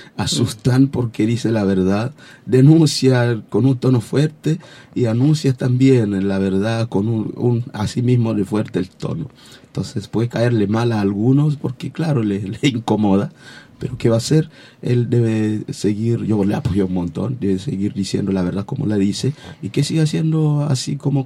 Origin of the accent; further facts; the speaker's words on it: eastern Congo, DR Congo; moved away; la parte este del Congo, la parte de donde vengo, la región nuestra, la parte de guerra y todo lo demás, de refugiado.